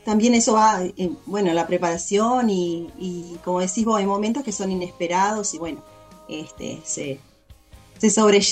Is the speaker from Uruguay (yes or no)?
yes; Uruguay; Como uruguaya, y o sea, para ustedes también es un teatro importantísimo.